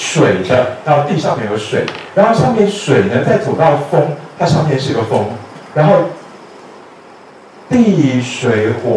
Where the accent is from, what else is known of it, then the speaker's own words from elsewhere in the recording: China; 就在我们中国人的操作模型里面，五行的深刻是一个很清晰的东西